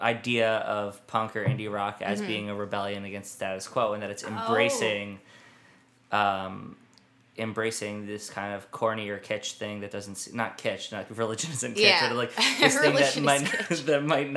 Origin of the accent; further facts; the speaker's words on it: New York City, New York, United States; maybe it's because I grew up in New York, but all the classic rock kids that I knew ended up going to hip-hop